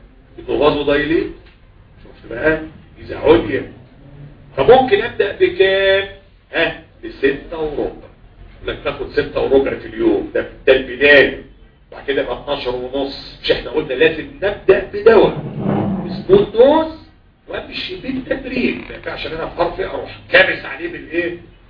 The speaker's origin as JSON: {"language": "Arabic", "country": "Egypt", "said": "مش كل حاجه موجوده عندنا في مصر"}